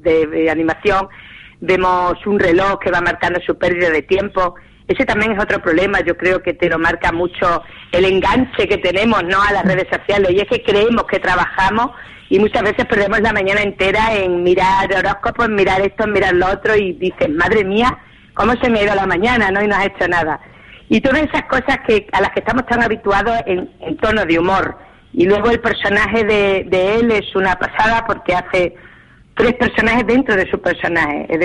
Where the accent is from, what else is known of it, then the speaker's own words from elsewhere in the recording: Extremadura, Spain; y en Extremadura es nuestro plato fuerte, es decir, somos extremeños